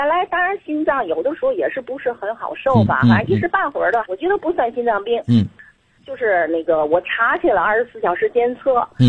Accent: Tianjin, China; 我是天津的。

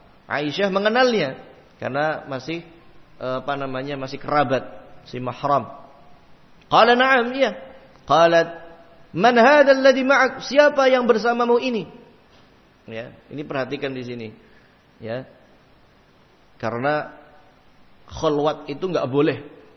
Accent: Java, Indonesia; Harus enggih-enggih, harus monggo-monggo, walaupun saya orang Jawa.

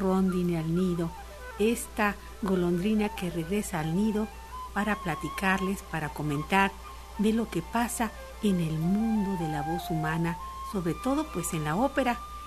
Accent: Guadalajara, Jalisco, Mexico; estuvo en mi tierra, en Guadalajara.

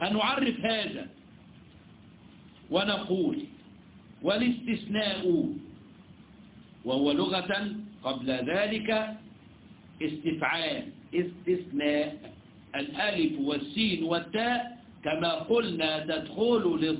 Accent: Egypt; احنا عندنا في مصر يقول لك في ادويه بديله

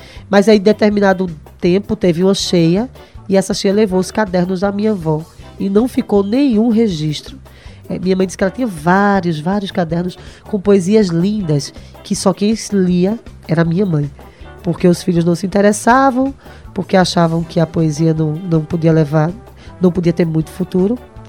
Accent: Recife, Pernambuco, Brazil; eu sou de Recife, né, como eu falei antes, mas minha família toda é do sertão do Pajeú, da cidade de Itabira.

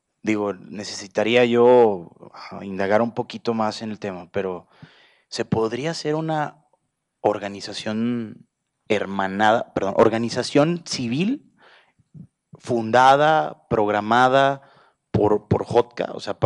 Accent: Mexico; allá en mi país hay una frase

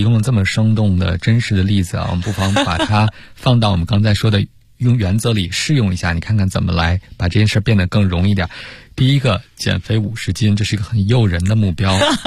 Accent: China; 现在可能对于我们中国人餐桌叫高辣

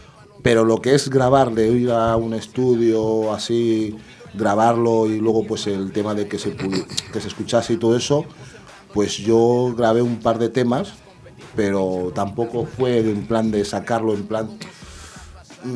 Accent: Madrid, Community of Madrid, Spain; yo recuerdo porque yo vengo de Madrid, ¿sí?

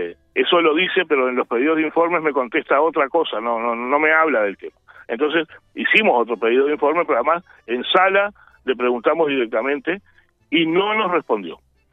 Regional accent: San Carlos, Maldonado, Uruguay; born there; yo en estos momentos estoy sentado en San Carlos. Uh-huh. Estoy en San Carlos. Yo sí, nací en San Carlos. Uh-huh. Nací en San Carlos cuando la situación era al revés.

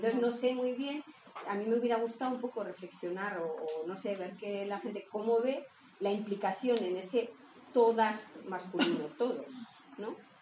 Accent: Pamplona, Navarre, Spain; venimos de Pamplona

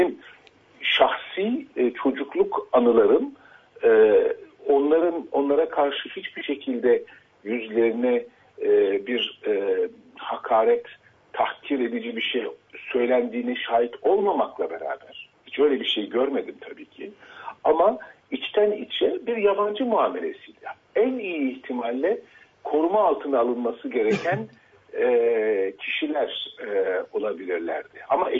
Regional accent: Istanbul, Turkey; ben Kurtuluş'ta büyüdüm

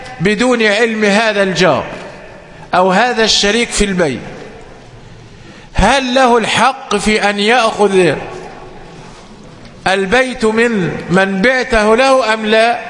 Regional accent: Egypt; طبعا قد يكون عندنا في مصر لأننا نحكم بالقانون الوضعي

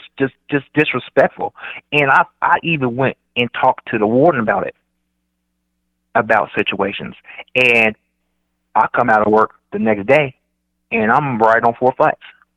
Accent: Dayton, Ohio, United States; Cause I'm from Dayton, Ohio. So Ohio was bad, but the max, our max prison was in Chillicothe.

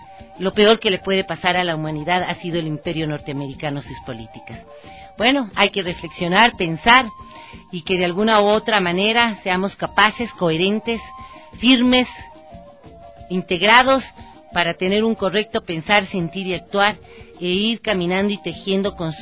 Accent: Ecuador; no podemos permitir, como ecuatorianos y ecuatorianas, que vengan a violentar y a vulnerar nuestros derechos

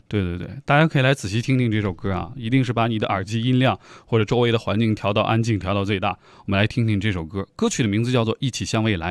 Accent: China; 我觉得作为一个中国人啊

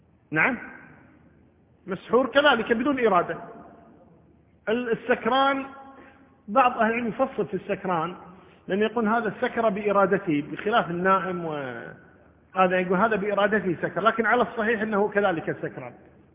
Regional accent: Kuwait; عندنا بالكويت

